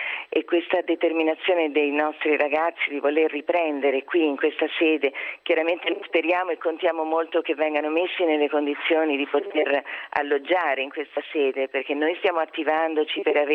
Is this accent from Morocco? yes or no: no; Venezuela; now in Italy; essendo venezuelana avevo già vissuto un terremoto terribile a Caracas